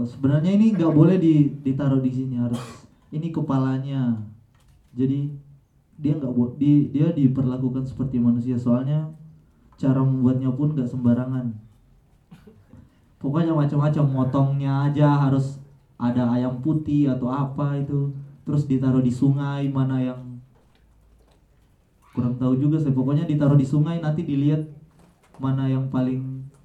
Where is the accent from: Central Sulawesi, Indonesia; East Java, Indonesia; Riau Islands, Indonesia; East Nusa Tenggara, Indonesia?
Central Sulawesi, Indonesia; Palu; Ini kebetulan saya dari Sulawesi Tengah, Palu.